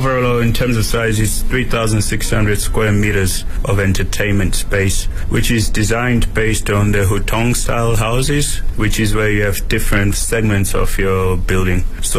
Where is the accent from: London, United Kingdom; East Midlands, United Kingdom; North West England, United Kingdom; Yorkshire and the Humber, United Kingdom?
Yorkshire and the Humber, United Kingdom; I'm from Yorkshire, I'm from the north of England.